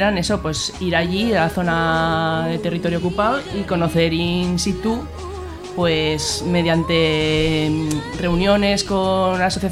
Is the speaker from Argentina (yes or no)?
no; Artieda, Aragon, Spain; Estuvo viniendo 6 años a Artieda, a mi pueblo